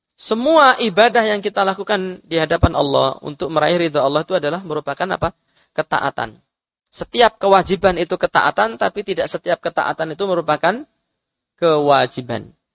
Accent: Bayat, Central Java, Indonesia; Karena saya kan orang Selatan kan gitu. Rumah saya kan Bayat, dekat dengan Gunung Kidul.

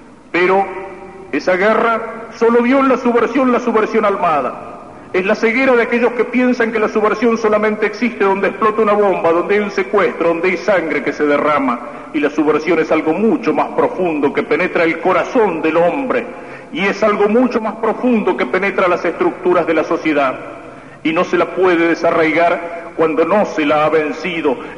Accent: Argentina; Nos preocupa como argentinos, nos preocupa como católicos.

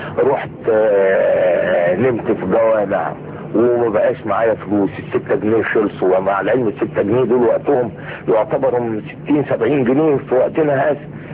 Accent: Suez, Suez Governorate, Egypt; انا من السويس، من مدينه السويس.

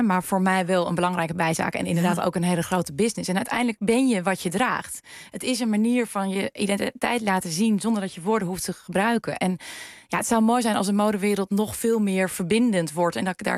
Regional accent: Friesland, Netherlands; Ik groeide op in Friesland.

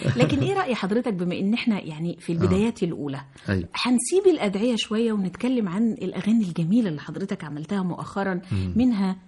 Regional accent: Egypt; طيب احنا كمصريين عاده

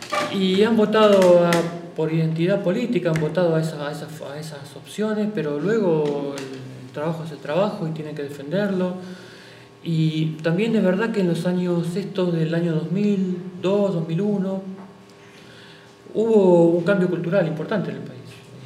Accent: Buenos Aires, Argentina; yo soy de Buenos Aires, lo que pasa en la provincia, en la capital de Buenos Aires.

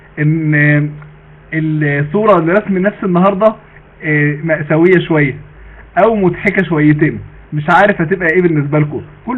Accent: Mansoura, Dakahlia, Egypt; عندنا في المنصورة،

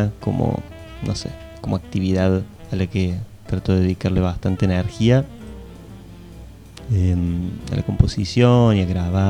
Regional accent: Córdoba, Argentina; Vivo en Córdoba, nací en Córdoba. Es el lugar que más he habitado

